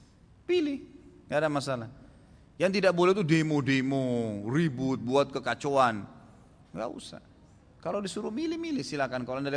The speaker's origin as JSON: {"language": "Indonesian", "town": "Makassar", "region": "South Sulawesi", "country": "Indonesia", "tie": "born there", "said": "saya lahirnya di Makassar gitu kan ya."}